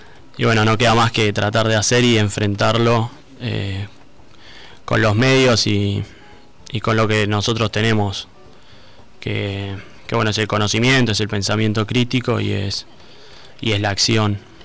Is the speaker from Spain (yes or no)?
no; Bahía Blanca, Buenos Aires Province, Argentina; Yo soy de acá, de Bahía Blanca, y me fui a estudiar allá a Buenos Aires medicina.